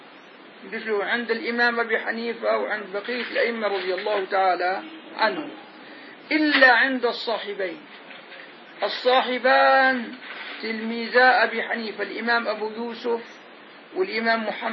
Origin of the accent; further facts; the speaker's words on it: Damascus Governorate, Syria; ولا أنا شامي هي غاز أنا شامي